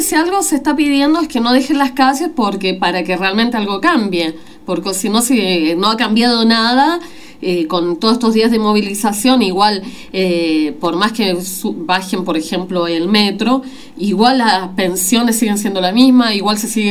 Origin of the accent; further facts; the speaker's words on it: Chile; moved away; muy orgullosa, como chilena que soy, de lo que está sucediendo hoy día en las calles de mi país, ¿no? Me vine hace 30 años